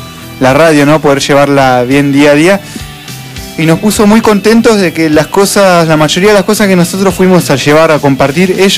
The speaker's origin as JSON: {"language": "Spanish", "town": "Derqui", "region": "Buenos Aires", "country": "Argentina", "said": "Los referentes, yo que soy de otro lado, ¿no? Soy de Derqui."}